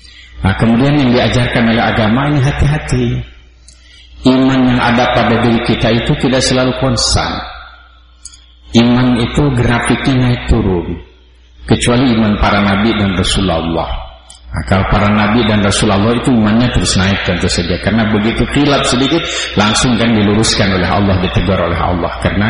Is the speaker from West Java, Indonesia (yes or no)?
yes; West Java, Indonesia; born there; Karena kebetulan saya lahir di Jawa Barat, bukan di Eropa Barat.